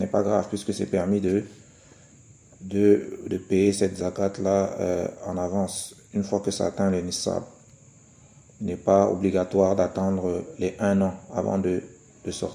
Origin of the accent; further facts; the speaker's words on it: Cameroon; ça, c'est quelque chose qui se fait beaucoup ici chez nous, au Cameroun par exemple.